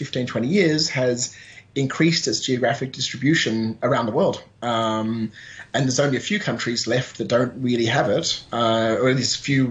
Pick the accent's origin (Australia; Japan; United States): Australia; And myself being Australian